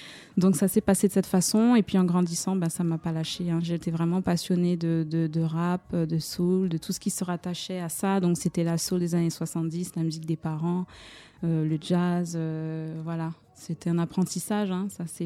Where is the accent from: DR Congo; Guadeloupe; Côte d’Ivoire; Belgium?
Guadeloupe; also born or lived in Martinique; je suis originaire de la Guadeloupe et de la Martinique, mais je vis actuellement sur la Guadeloupe, donc toute l'année.